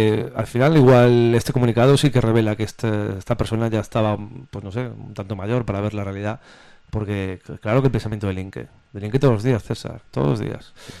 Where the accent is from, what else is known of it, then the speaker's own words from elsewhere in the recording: A Coruña, Galicia, Spain; sabes que yo soy de Coruña